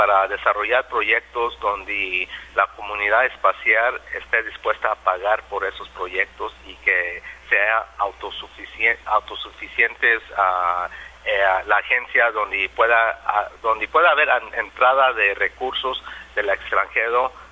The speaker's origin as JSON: {"language": "Spanish", "region": "California", "country": "United States", "tie": "born there", "said": "yo nomás nací en Estados Unidos por circunstancias de que mis papás eran campesinos que trabajaban en los campos de California, y nací en el verano"}